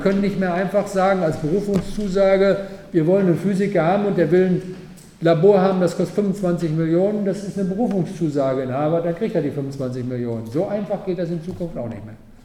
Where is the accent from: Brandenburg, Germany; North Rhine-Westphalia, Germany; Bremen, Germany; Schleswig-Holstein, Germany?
North Rhine-Westphalia, Germany; Paderborn; Also ich komme aus Paderborn